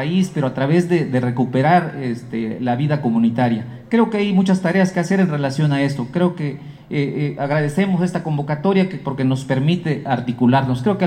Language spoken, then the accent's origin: Spanish; Chiapas, Mexico; nosotros venimos de Chiapas y estamos a 200 años de la anexión de Chiapas a México